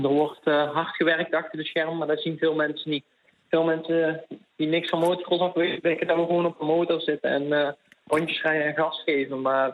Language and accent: Dutch; Eersel, North Brabant, Netherlands; 18 jaar oud en ik kom uit Brabantse Eersel.